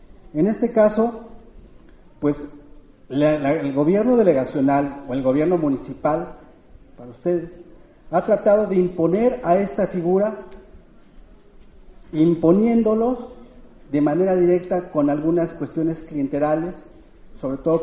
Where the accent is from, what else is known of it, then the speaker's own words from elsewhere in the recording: San Miguel Ajusco, Mexico City, Mexico; vengo de la comunidad de San Miguel y Santo Tomás Ajusco.